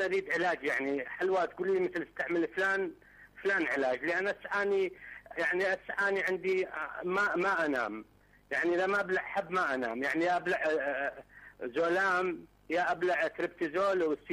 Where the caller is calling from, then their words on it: Mosul, Nineveh, Iraq; دكتور قبل 10 أيام أنا خبرتك من الموصل.